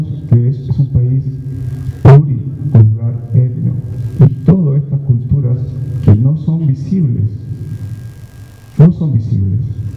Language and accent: Spanish; Chile; now in Ecuador; Yo no soy ecuatoriano, soy chileno, vivo 20 años en este país